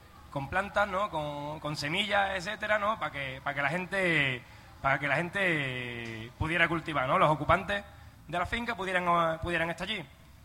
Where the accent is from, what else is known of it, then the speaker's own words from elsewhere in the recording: Palma del Río, Andalusia, Spain; yo soy de Palma del Río, el pueblo donde está la finca de Somonte.